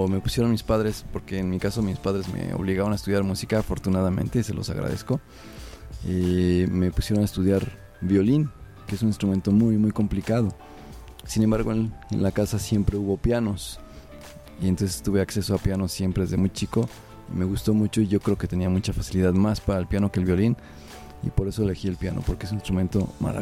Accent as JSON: {"language": "Spanish", "region": "Mexico City", "country": "Mexico", "tie": "born there", "said": "Pues según mis padres, porque yo no me acuerdo, yo nací en la Ciudad de México."}